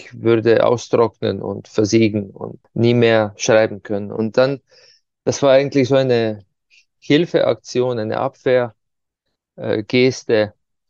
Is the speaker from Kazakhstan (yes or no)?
no; Ptuj, Slovenia; die bei uns in der Stadt, wo ich herkomme, Ptuja, ja, bei Fastnacht, den Winter vertreibt.